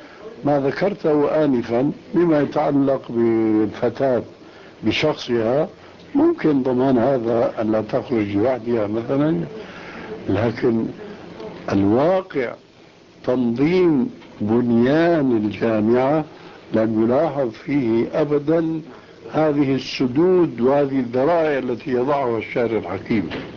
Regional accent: Syria; الدخول إلى غرفة التدريس يسمى عندنا في سوريا بالصف

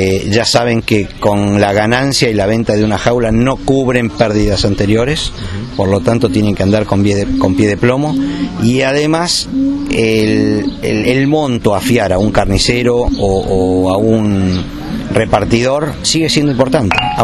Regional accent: Argentina; no tenemos que olvidarnos que somos argentinos y siempre tenemos algo con lo cual mostramos la hilacha.

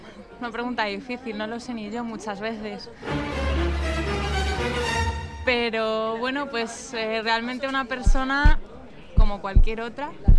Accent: Madrid, Community of Madrid, Spain; Bueno, soy de aquí, de España, nací en Madrid.

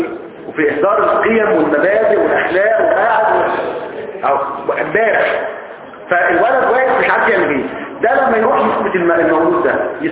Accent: Egypt; احنا كمصريين اساتذة لحظة

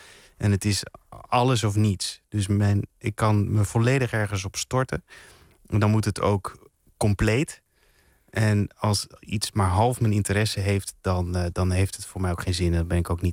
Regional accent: Enschede, Overijssel, Netherlands; je kunt wel horen, denk ik, dat ik uit Enschede kom daar nog.

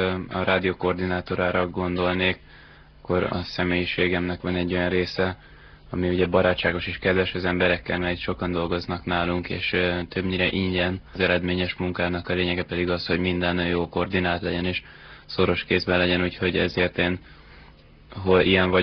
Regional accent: Szeged, Csongrád-Csanád, Hungary; moved away as an adult; now in Budapest, Hungary; Szegedi vagyok. Pontosan egy éve költöztem fel Budapestre

